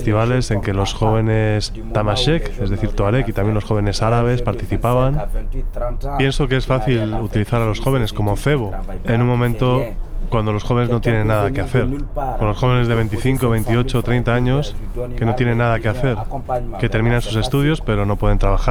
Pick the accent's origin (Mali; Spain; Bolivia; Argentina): Mali; Timbuktu, Tombouctou Region; Los otros componentes del grupo son de Gao. Yo soy de Tombuctú. Somos todos del norte de Mali